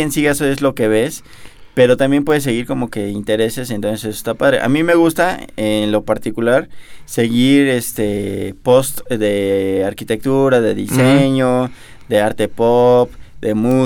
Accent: Mexico; Y nosotros, como mexicanos, somos el país de América Latina que más consume YouTube

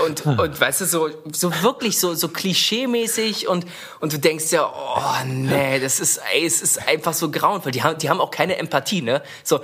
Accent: Seehausen, Germany; Also ja, bei uns in Seehausen, wenn man hinten aus meinem Zimmer rausgeguckt hat, hatten wir da zwar einen Zaun und eine eigene Absperrung für unser Haus

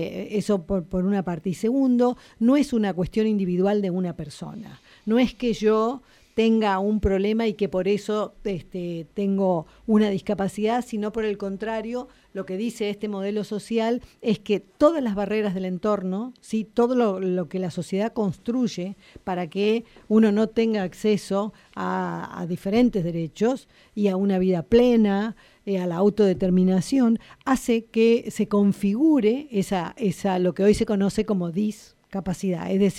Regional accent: Río Turbio, Santa Cruz, Argentina; also born or lived in Río Gallegos / Spain; now in La Plata, Argentina; la primaria y la secundaria la estudié en mi pueblo, que es Río Turbio, en Santa Cruz. El primer profesorado de primaria lo hice en Río Gallegos, en Santa Cruz. Y el otro profesorado en discapacidad ya estaba acá y lo cursé en La Plata.

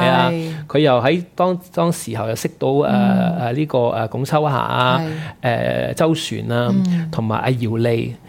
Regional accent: Hong Kong; 基本上我們香港人講國語都是差一點的

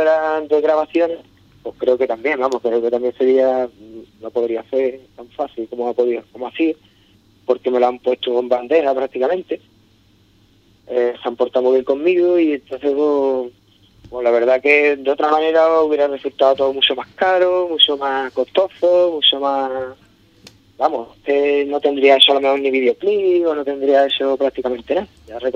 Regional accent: Ubrique, Andalusia, Spain; vamos a ver este muchacho ubriqueño de mi pueblo, a ver lo que trae aquí

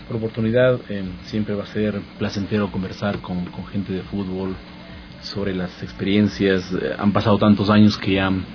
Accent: Puembo, Pichincha, Ecuador; Bueno, yo soy de Puembo, mi familia es de Puembo, una parroquia rural del Cantón Quito, y tuve la posibilidad de jugar desde los 11 años más o menos en la liga parroquial de Puembo.

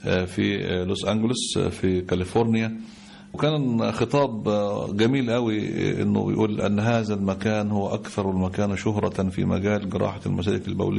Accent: Dikirnis, Dakahlia, Egypt; كان في نشاط لبعض الشباب في ديكرنس مسقط رأسي

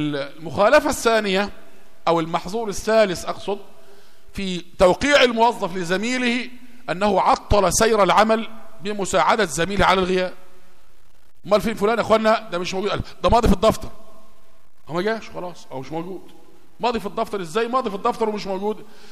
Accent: Egypt; قصة راقصة من الراقصات المشهورات عندنا في مصر

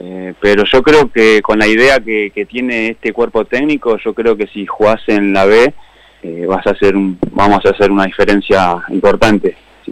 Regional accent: Laferrere, Buenos Aires Province, Argentina; De La Ferrer, vivo en La Ferrer.

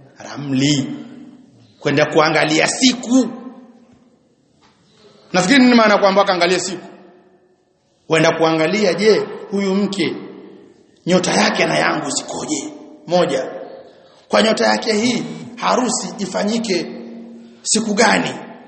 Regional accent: Tanga, Tanga Region, Tanzania; Mbaya zaidi sasa kule kwetu Tanga kuna kitu kimoja kimezuka.

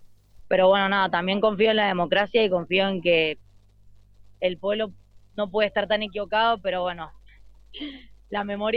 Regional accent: Mendoza, Argentina; Yo soy de Mendoza, sí.

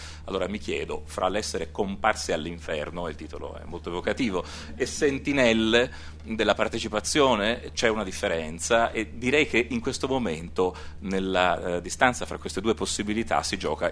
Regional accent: Florence, Tuscany, Italy; E devo dire che da questo punto di vista, da fiorentino, registro che domani al Teatro dell'Opera, Teatro dell'Opera di Firenze

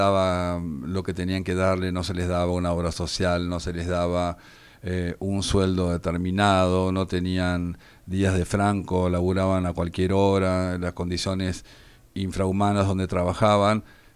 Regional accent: Argentina; qué sometidos que somos los argentinos

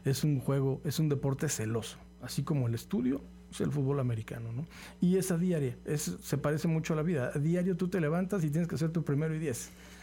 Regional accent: Querétaro, Mexico; now in Xalapa, Mexico; Nosotros venimos de la ciudad de Querétaro, llegando a Jalapa

